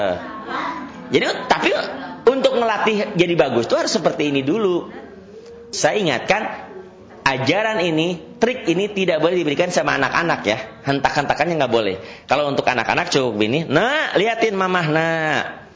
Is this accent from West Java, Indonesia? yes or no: yes; Sukabumi, West Java, Indonesia; also born or lived in Batak; saya ini orang Sukabumi, lahir di Sukabumi, tapi lama di terminal.